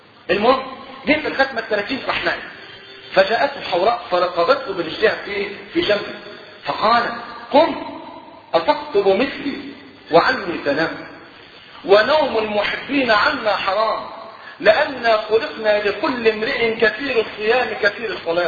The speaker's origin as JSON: {"language": "Arabic", "country": "Egypt", "said": "والحمد لله المواتير اللي عندنا في مصر شغاله تمام"}